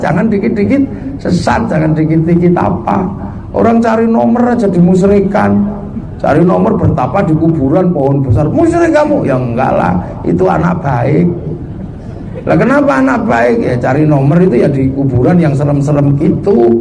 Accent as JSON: {"language": "Indonesian", "region": "Java", "country": "Indonesia", "said": "Orang Jawa kita ini, orang Jawa itu dengan orang tuanya kan paling perhatian"}